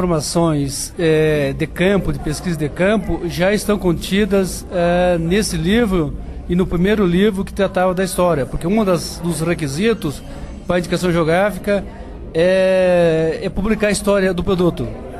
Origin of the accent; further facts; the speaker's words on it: Santa Catarina, Brazil; sou filho aqui da região, sou lá da Coxilha Rica, que é uma região tradicional de pecuária